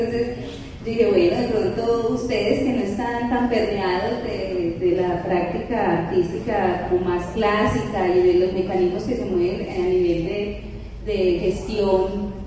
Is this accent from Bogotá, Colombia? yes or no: no; Medellín, Antioquia, Colombia; vengo de Medellín